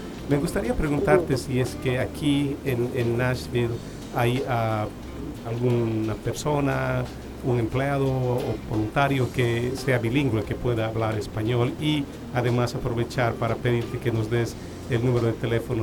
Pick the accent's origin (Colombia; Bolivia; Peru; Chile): Bolivia; Bolivia, yo soy de Bolivia